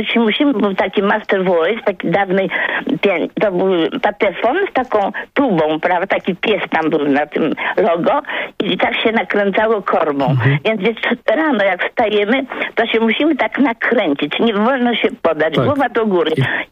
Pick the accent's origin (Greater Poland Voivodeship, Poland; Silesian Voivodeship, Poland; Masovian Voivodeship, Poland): Masovian Voivodeship, Poland; Warsaw; Mieszkam teraz pod Płockiem, a jestem z Warszawy, z dziada, pradziada.